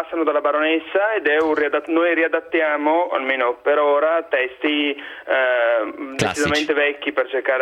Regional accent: Verona, Veneto, Italy

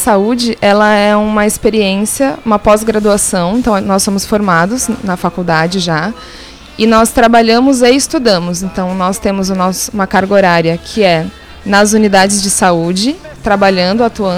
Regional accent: São Paulo, Brazil; now in Rio de Janeiro, Brazil; eu sou nutricionista, eu sou de São Paulo, nasci lá, mas moro no Rio de Janeiro, faço residência numa clínica da família no Complexo do Alemão, que se chama Rodrigo Roig.

